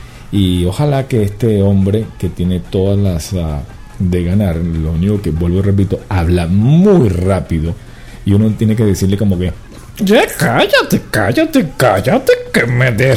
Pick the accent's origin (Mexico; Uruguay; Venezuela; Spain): Venezuela; que yo que soy venezolano tengo que pararlo para respirar